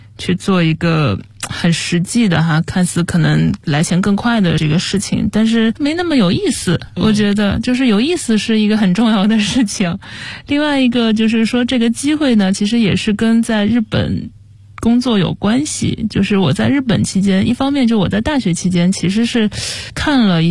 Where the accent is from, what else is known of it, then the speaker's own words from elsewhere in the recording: Zhejiang, China; 我爸是公务员，但是我妈妈是从商的。然后因为我是浙江人嘛，其实家里面的亲戚啊，这些从事这种商业的还挺多的。